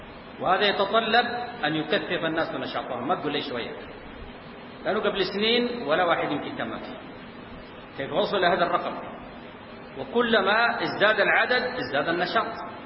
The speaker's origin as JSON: {"language": "Arabic", "country": "Sudan", "said": "متأخر عندنا في السودان"}